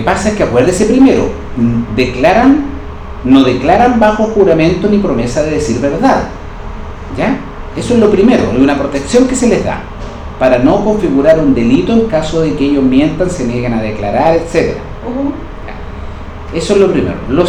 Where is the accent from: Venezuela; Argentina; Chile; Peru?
Chile; Bulnes, Ñuble; estoy hablando de mi pueblo, de Bulnes.